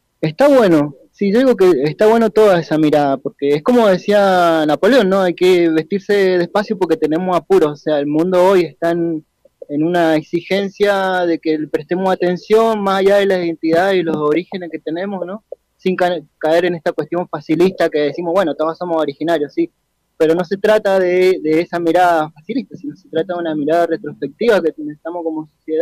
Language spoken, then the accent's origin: Spanish; Malargüe, Mendoza, Argentina; soy nacido y criado acá en Malargüe